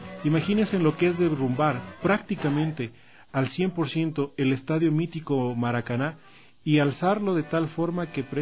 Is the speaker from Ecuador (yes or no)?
yes; Ecuador; como somos ecuatorianos, hemos de pasar en la televisión desde las 10 más o menos sentados